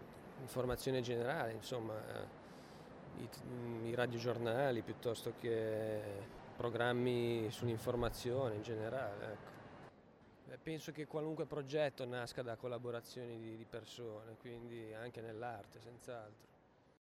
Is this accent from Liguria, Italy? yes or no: yes; Liguria, Italy; Io sono ligure